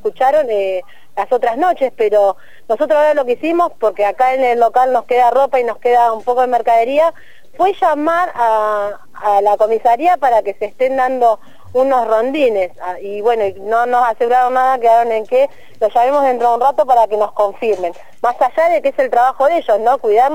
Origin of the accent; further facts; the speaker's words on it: Berisso, Buenos Aires Province, Argentina; yo más que nada soy del barrio de Villa Berisso y acá nos estamos organizando junto con los vecinos